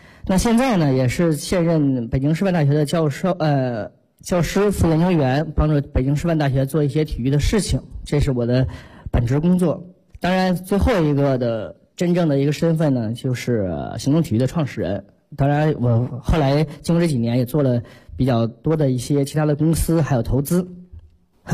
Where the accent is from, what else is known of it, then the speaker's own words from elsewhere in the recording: Tianjin, China; 因为我是天津人，所以我就回到了天津